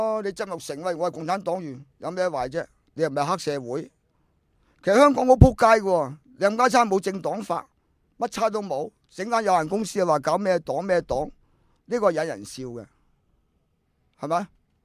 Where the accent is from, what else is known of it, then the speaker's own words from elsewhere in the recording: China; 我梗系唔可以咁做啦，我中国人。